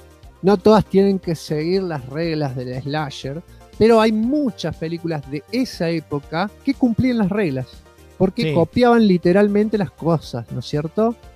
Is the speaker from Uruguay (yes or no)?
no; United States; Acá nomás, acá yo soy de Estados Unidos.